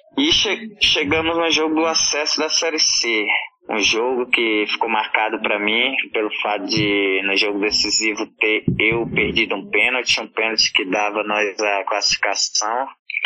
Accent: Rio Branco, Acre, Brazil; Sou de Rio Branco

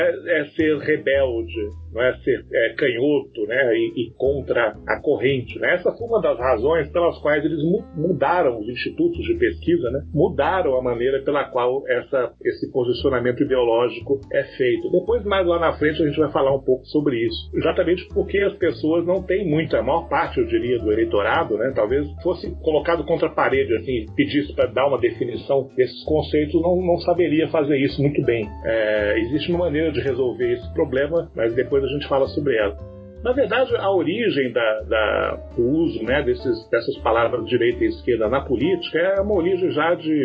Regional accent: Rio de Janeiro, Brazil; also born or lived in Salvador; now in São Paulo, Brazil; Eu sou baiano de nascimento, filho de gaúcho, criado no Rio de Janeiro e moro em São Paulo já há mais de 15 anos, né?

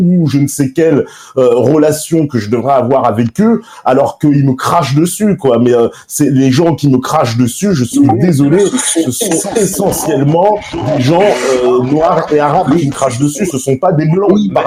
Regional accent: France; born there; parce que j'habite en France, parce que je suis né en France

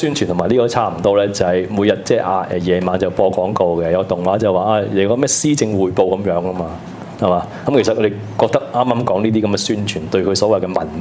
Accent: Hong Kong; 我哋香港人食鱼蛋，食咩蛋挞？

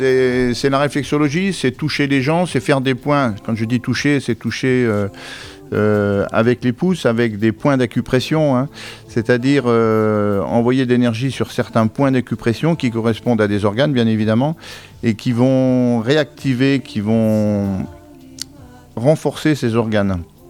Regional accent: Épinal, Grand Est, France; Moi je suis originaire des Vosges, je suis originaire d'Épinal. Alors j'ai bourlingué pas mal, donc j'ai fait quelques régions de France, et puis comme je suis en retraite, on va dire, entre parenthèses, eh bien, j'ai décidé de revenir dans mes Vosges natales

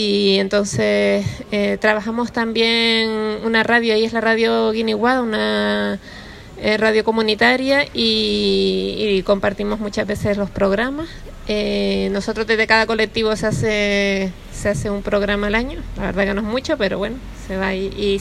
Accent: Canary Islands, Spain; Yo vengo de Canarias también, de la isla de Gran Canaria.

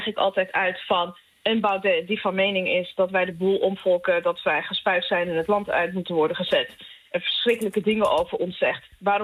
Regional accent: Amsterdam, North Holland, Netherlands; ik kom uit Amsterdam de Pijp.

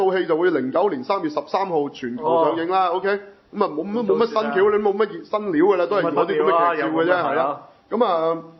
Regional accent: Hong Kong; 即係起碼我哋香港人唔係咁睇開嗰種

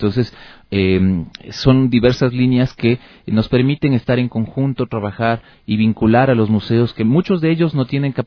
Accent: Quito, Pichincha, Ecuador; la riqueza que tenemos como quiteños y ecuatorianos

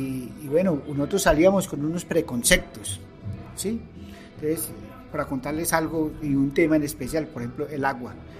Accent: Colombia; born there; aunque nací en Colombia, pero soy del mundo, ¿no? Me considero del mundo.

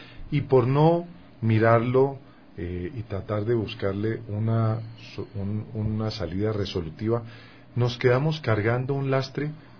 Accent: Colombia; era en Bogotá, yo soy colombiano

